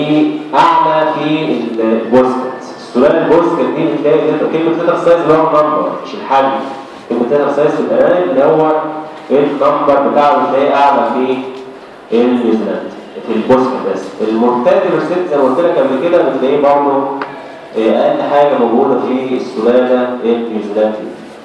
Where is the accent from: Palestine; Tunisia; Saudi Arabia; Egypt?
Egypt; الاعلانات الموجوده عندنا في مصر سلالتين اثنين